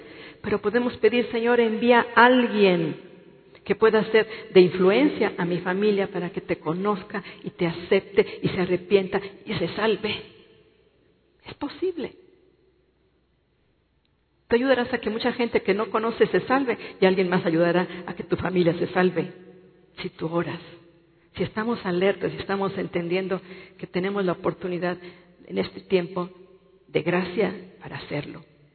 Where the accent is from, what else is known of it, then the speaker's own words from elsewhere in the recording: Mexico; Pero estamos en esta nación de México. Y nosotros somos mexicanos.